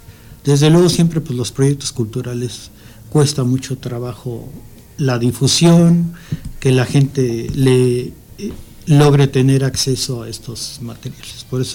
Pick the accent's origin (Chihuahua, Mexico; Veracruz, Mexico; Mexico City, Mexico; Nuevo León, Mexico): Mexico City, Mexico; now in Ixtapaluca, Mexico; Yo provengo de la Ciudad de México y pues por azares del destino me tocó tener mi casa por acá hace ya 27 años